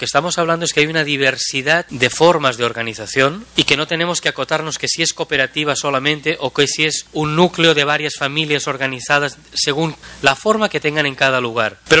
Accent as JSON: {"language": "Spanish", "region": "Catalonia", "country": "Spain", "said": "yo como español o catalán"}